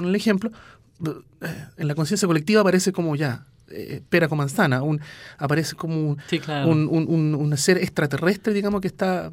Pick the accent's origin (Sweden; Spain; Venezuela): Sweden; viví mi infancia en Suecia.